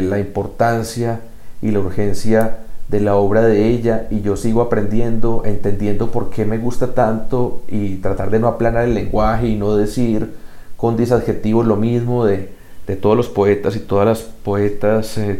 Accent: Colombia; Como colombiano, sigue siendo mi poeta, mi poema favorito de Colombia, La Patria.

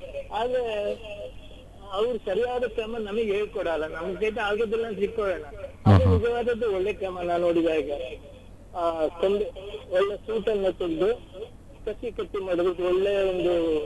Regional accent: Kavoor, Karnataka, India; ಭಾಗಮಂಡಲ ನಾಡಿನಲ್ಲಿ ನಮ್ಮ ಊರು ಕಾವೂರು ಅಂತ

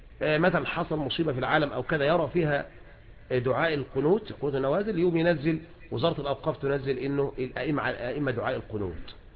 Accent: Egypt; هنا احنا في مصر لا يتعلق شيء اذن بذلك

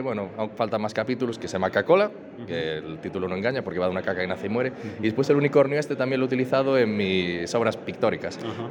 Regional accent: Lugo, Galicia, Spain; mi ciudad natal, que es Lugo.

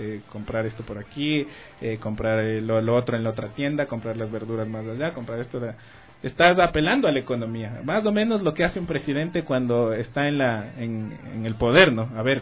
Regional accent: Ecuador; Me decían que, claro, que, ¿cómo te sientes como ecuatoriano? ¿Qué es? Y lo que medio descubrí viajando era que todo ecuatoriano come plátano.

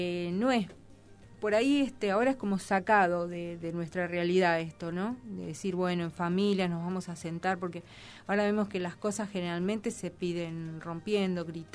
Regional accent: Argentina; somos de acá, somos de Argentina, somos de un país en crisis permanente

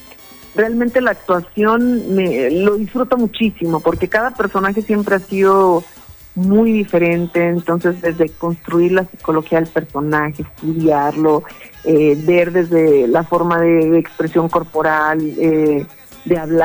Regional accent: Jalisco, Mexico; Bueno, mira, yo soy de Jalisco, que es un estado de acá de México, soy del estado de Jalisco.

